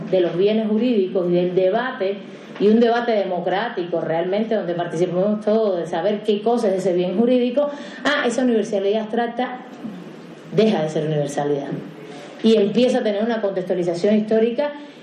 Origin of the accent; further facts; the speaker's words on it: Cuba; yo vengo de Cuba y conozco bien la legislación por allá